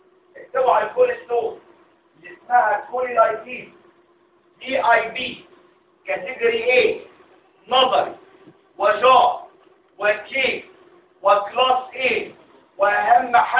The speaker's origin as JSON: {"language": "Arabic", "country": "Egypt", "said": "هو تكرر الكلام ده عندنا في مصر. يعني هو تكرر ان عندنا في مصر يطلق في السجن"}